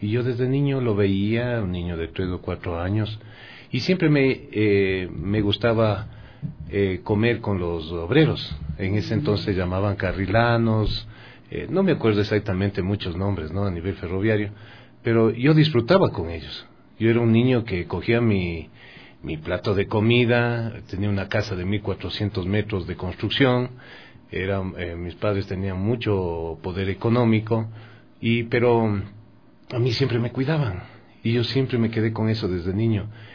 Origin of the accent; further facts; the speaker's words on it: Ecuador; Mi bisabuelo de Irlanda del Norte, mi abuelo inglés también. Mi papá se casó con una mujer que era mi madre, que era riobambeña, y yo soy ecuatoriano.